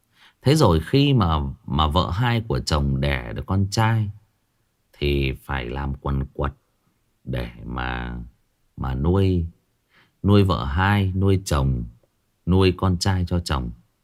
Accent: Hưng Yên, Vietnam; vào thời nhà Nguyễn ở quê tôi ở Hưng Yên có ông quan đốc học làm ở trong triều

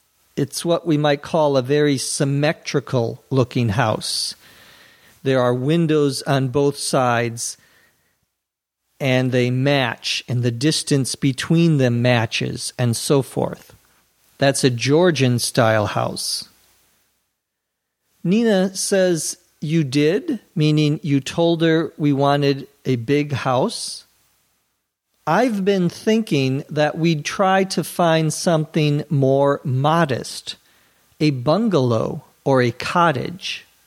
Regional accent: Minnesota, United States; Our house, when I was growing up in Minnesota, had a porch.

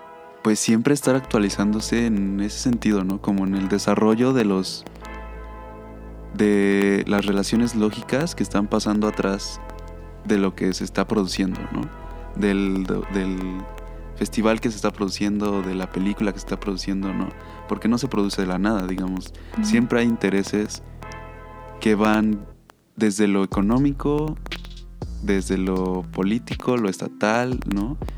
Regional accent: Mexico; como sociedad, como mexicanos

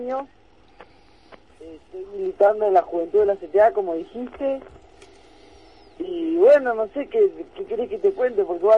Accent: Posadas, Misiones, Argentina; yo soy de Posadas, soy de acá de la ciudad de Posadas, estudiante universitario, dentro de la juventud de la CTA.

